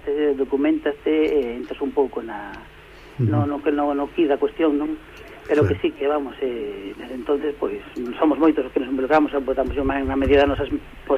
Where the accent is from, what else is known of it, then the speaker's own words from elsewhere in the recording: Cambados, Galicia, Spain; nós os que somos de Cambados como Merche